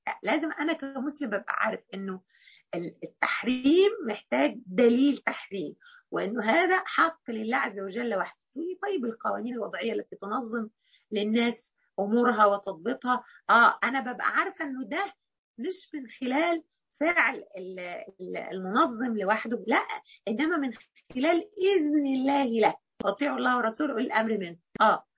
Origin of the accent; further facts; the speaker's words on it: Egypt; يعني أنا قصدي حرام بتاعتنا احنا كمصريين اللي هي اخص عليك ما يصحش